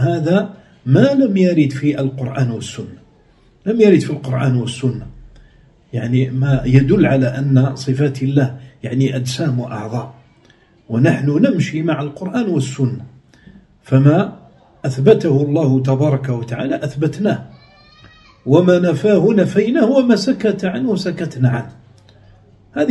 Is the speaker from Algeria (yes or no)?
yes; Algeria; في بلادنا الجزائر